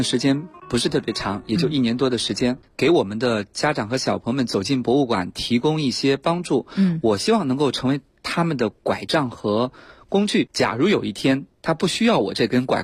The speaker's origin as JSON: {"language": "Chinese", "region": "Shaanxi", "country": "China", "tie": "born or raised there", "said": "我讲着讲着就会说我的家乡在陕西，这件文物在我们隔壁县"}